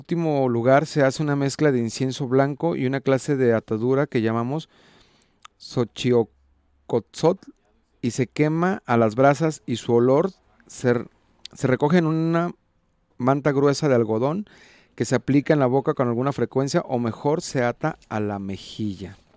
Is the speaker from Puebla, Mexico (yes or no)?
no; Juanacatlán, Jalisco, Mexico; Y no nomás en Juanacatlán, en mi pueblo, sino en varios pueblos me tocó ver esta decoración